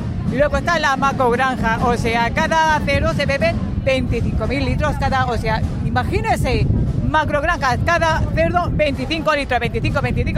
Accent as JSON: {"language": "Spanish", "town": "La Calahorra", "region": "Andalusia", "country": "Spain", "said": "Sí, un pueblo de Granada."}